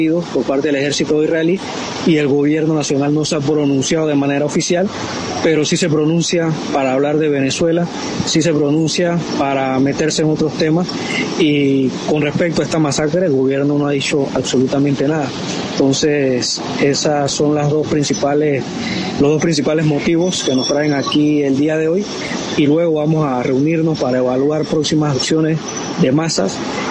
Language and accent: Spanish; Panama; como panameños nos corresponde ser recíprocos con la solidaridad que recibimos de parte de Palestina